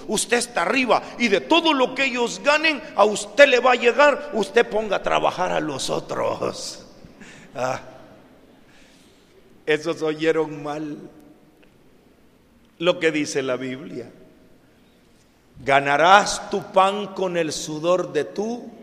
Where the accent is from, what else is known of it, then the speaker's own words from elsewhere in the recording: El Salvador; no solo en México, en mi país, en El Salvador, en donde son pueblos solo de mujeres y niños